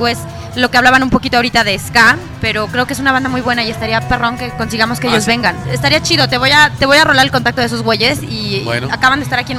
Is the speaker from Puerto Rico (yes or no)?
yes; San Juan, Puerto Rico; soy de San Juan, de Puerto Rico.